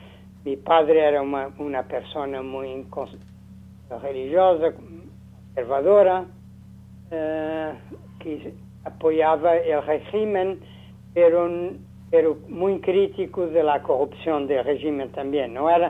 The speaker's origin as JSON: {"language": "Spanish", "region": "Lisbon", "country": "Portugal", "tie": "born there", "second_language": "Spanish", "said": "yo nací en Lisboa en mediados del siglo pasado, ¿no?"}